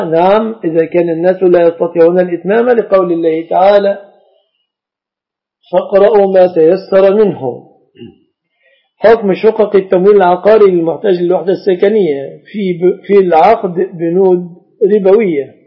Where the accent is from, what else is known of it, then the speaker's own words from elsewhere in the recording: Egypt; وقائمة العبش في بلادنا مصر من الصداق.